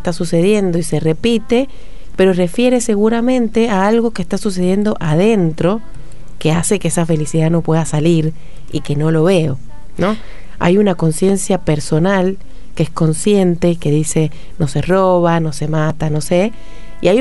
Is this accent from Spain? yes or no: no; San Juan, Argentina; Somos sanjuaninos, nos está costando, pero la gente se va abriendo a los talleres.